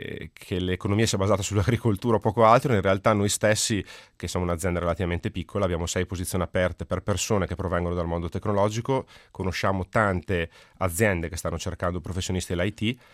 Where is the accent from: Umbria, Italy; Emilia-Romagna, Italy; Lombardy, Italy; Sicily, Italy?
Emilia-Romagna, Italy; Reggio Emilia; accent: Emilian; come si sarà capito dal mio accento, io sono emiliano, sono di Reggio Emilia